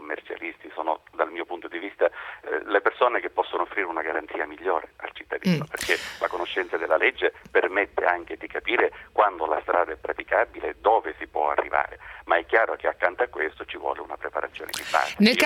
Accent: Sicily, Italy; Qui in Sicilia, proprio da me, dalle mie parti, ho assistito a cifre

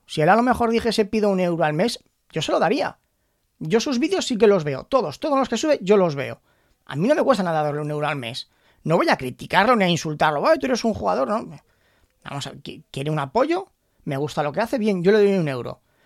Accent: Spain; yo como jugador español de Hearthstone

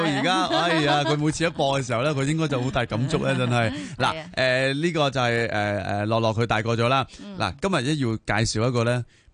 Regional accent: Hong Kong; 亦都同我们香港人有关的

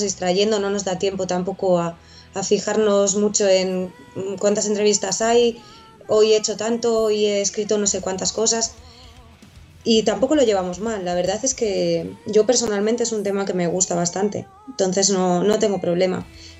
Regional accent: Valladolid, Castile and León, Spain; Pues somos, yo soy de Valladolid.

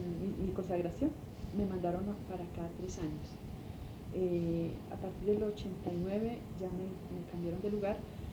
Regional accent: Quindío, Colombia; A ver, yo nací en el Quindío, yo soy quindiana, pero mis padres son del Tolima y tengo 2 hermanos que son del Tolima y 2 hermanos que son del Llano

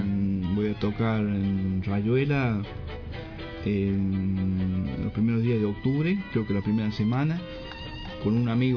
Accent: Chilecito, La Rioja, Argentina; born there; also born or lived in Buenos Aires; Yo nací en Chilecito.

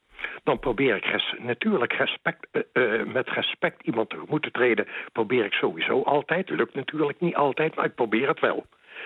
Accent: Netherlands; En ik vind zelf als Nederlander zijnde dat jij dat niet uit hoeft te dragen op jouw werk.

